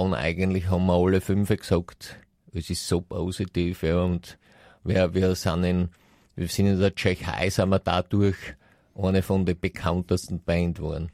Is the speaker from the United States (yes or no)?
yes; United States; ich komme aus Amerika